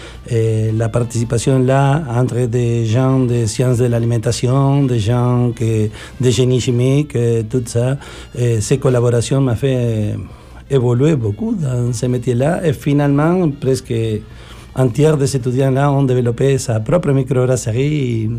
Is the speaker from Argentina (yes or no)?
yes; Argentina; French is a second language; Pour mon accent bizarre, je suis originaire de l'Argentine.